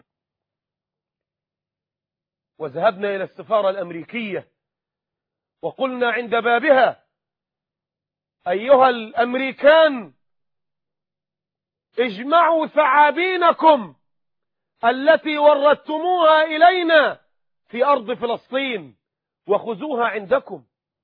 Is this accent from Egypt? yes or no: yes; Egypt; هل كنا نرضى كمصريين اننا نهان ونزل ونضطهد